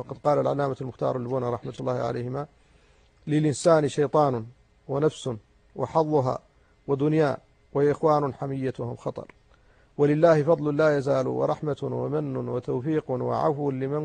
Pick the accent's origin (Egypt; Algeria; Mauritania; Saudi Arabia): Mauritania; وعندنا في موريتانيا ينقص التدين.